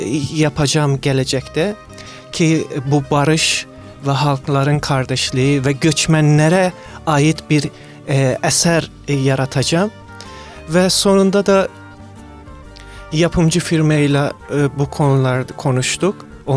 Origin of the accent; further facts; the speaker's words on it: Mashhad, Razavi Khorasan, Iran; göç ettiğim 8 yaşımda oldu ve savaştan dolayı biz başka bir şehre göçtük, Meşet şehrinde. En güvenilen şehir tek İran'da Meşet şehriydi. Ailem bizi oraya götürdü ki savaştan uzak duralım.